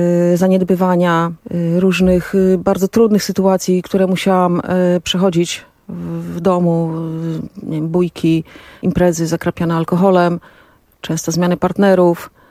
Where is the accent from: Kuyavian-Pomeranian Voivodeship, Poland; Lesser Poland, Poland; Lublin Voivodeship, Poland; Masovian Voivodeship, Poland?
Lublin Voivodeship, Poland; Puławy; born there; Urodziłam się w Puławach.